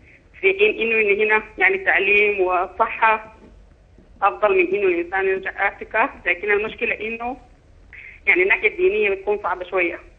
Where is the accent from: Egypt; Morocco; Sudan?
Sudan; now in United States; أنا سودانية مقيمة في الولايات المتحدة الأمريكية